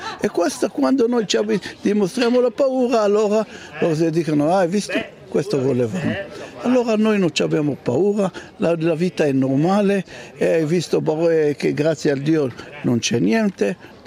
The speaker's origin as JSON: {"language": "Italian", "town": "Jerusalem", "region": "Jerusalem District", "country": "Israel", "second_language": "Italian", "lives_now": "Italy", "said": "io vengo da Gerusalemme, vengo da Israele"}